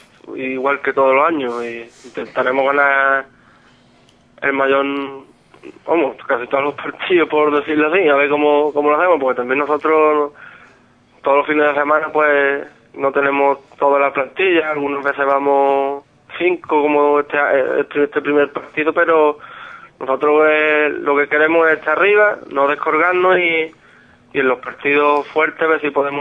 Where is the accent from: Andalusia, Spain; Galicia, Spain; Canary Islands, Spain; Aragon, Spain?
Andalusia, Spain; Grazalema; somos todos de Grazalema y eso, un grupo de amigos